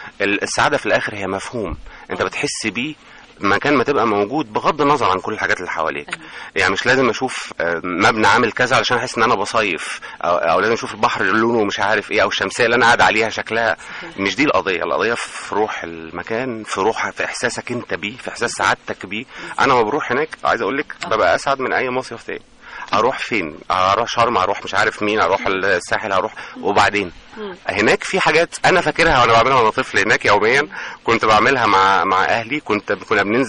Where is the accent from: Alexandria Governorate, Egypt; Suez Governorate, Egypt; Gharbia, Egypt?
Gharbia, Egypt; El Mahalla El Kubra; احنا عندنا في المحله، احنا بلد قريبه جدا من راس البر، راس البر بينها وبيننا حوالي ساعه ونص،